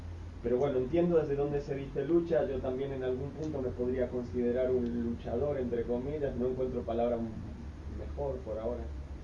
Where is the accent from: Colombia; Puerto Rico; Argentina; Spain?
Argentina; soy argentino